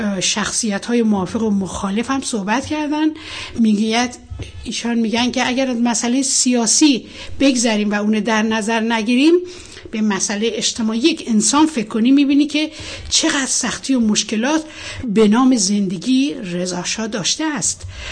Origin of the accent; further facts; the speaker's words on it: Bandar Shah, Golestan, Iran; born there; در بندرشا به دنیا آمدم.